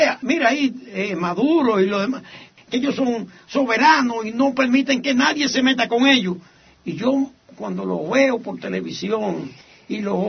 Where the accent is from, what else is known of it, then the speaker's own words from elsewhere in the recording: Dominican Republic; nosotros somos un mestizaje, nosotros somos la expresión más acabada del mestizaje en América, quizás somos la República Dominicana, los dominicanos, y que nos diferenciamos aún siendo dentro del abanico amplio de la raza negro, pero no somos haitianos.